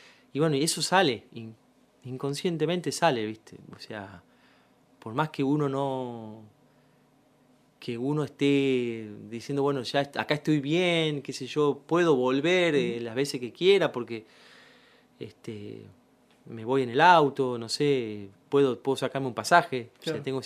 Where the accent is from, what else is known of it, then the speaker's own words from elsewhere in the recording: San Miguel, Buenos Aires Province, Argentina; De San Miguel, sí. Quiero, amo. Para mí, vos me decís, mi barrio San Miguel, Villalén en San Miguel